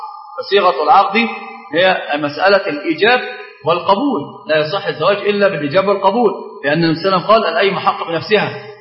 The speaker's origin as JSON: {"language": "Arabic", "country": "Egypt", "said": "طبعا عندنا معروف جدا ان احنا كمصريين"}